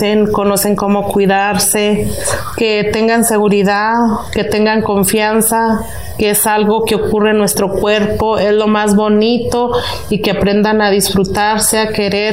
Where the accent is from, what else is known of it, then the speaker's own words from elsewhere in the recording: Baborigame, Chihuahua, Mexico; Soy Odami Tepehuana, vengo del estado de Chihuahua, de una comunidad que es Baborigame, municipio Guadalupe Calvo.